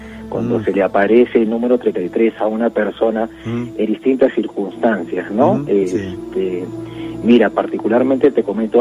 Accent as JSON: {"language": "Spanish", "region": "Lima", "country": "Peru", "said": "Por trabajo radico allá. Yo soy aquí de Lima."}